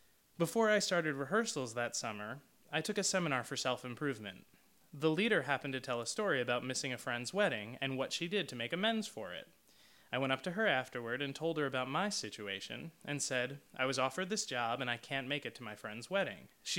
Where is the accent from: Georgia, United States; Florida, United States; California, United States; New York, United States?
New York, United States; I'm very fortunate that I grew up just outside of New York City, so my family is close by.